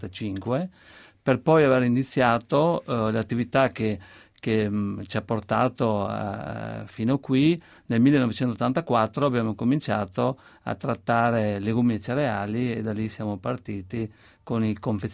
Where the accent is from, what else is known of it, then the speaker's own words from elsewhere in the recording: Veneto, Italy; noi siamo veneti, i legumi sono soprattutto i fagioli e sono usati molto